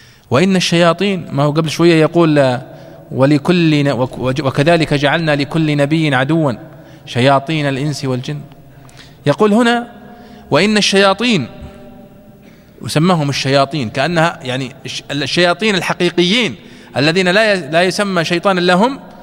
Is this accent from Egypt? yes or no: no; Saudi Arabia; والأصل مثلا عندنا في السعودية مثلا هنا أنه لا يستورد